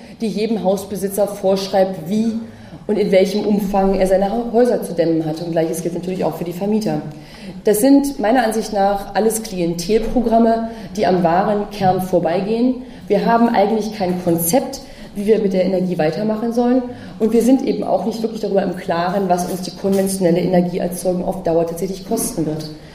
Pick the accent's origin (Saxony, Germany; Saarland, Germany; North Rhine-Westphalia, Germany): North Rhine-Westphalia, Germany; Bergkamen; also born or lived in Brandenburg; Ich komme aus zwei Kohleregionen. Ich bin aufgewachsen in Brandenburg, da gab es die Braunkohle. Und am Nordostrand des Ruhrgebietes in Bergkamen, wenn Ihnen das was sagt, bin ich groß geworden.